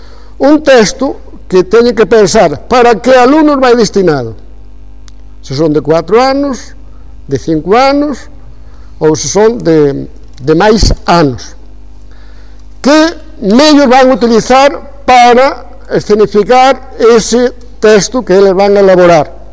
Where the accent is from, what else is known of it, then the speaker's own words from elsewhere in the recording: Vilaseca, Galicia, Spain; Pero primeiro son de Vilaseca. Entendido? Son de Vilaseca.